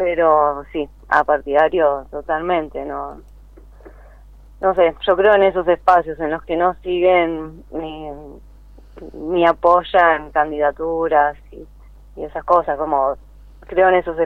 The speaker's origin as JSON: {"language": "Spanish", "town": "La Plata", "region": "Buenos Aires Province", "country": "Argentina", "said": "yo soy de La Plata, de hecho, también"}